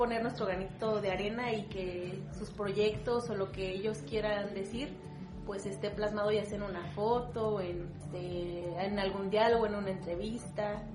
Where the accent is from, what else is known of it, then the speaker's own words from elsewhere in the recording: Pátzcuaro, Michoacán, Mexico; soy de aquí de Pátzcuaro, Michoacán